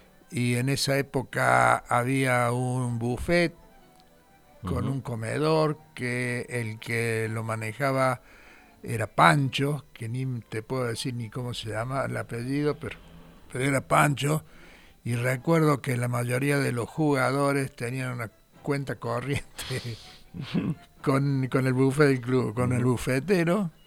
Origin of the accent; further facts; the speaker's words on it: Salta, Argentina; born there; also born or lived in Córdoba; yo en realidad nací en Salta y vine a estudiar a Córdoba.